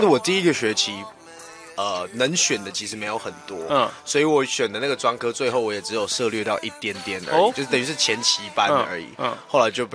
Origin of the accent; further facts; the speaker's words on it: Taipei, Taiwan; also born or lived in Los Angeles, United States; 我是在台湾长大的，我是从 LA 出生之后，大概一两岁之后就回来台湾